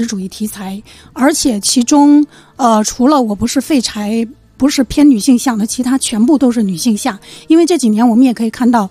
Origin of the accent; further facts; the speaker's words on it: Fujian, China; now in Beijing, China; 其实我也是个北漂，对吧？我是福建人，然后，年轻的时候来到北京，然后在这个大城市生存